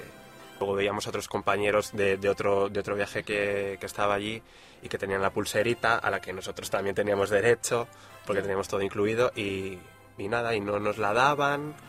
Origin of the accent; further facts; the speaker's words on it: Spain; como buenos españoles que somos